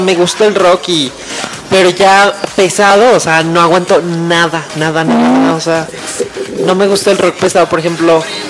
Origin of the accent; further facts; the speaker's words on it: Mexico; nos pasa a mí, por ejemplo, como mexicano y como no dominante del idioma inglés.